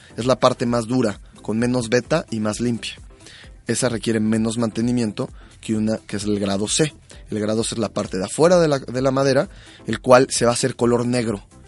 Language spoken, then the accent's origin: Spanish; Mexico; a nuestro punto de vista como mexicano, porque en México nos gusta la madera como limpia